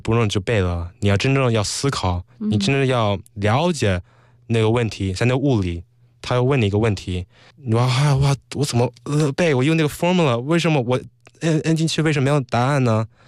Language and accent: Chinese; United States; 因为从小在美国就玩轻松，所以没有那压力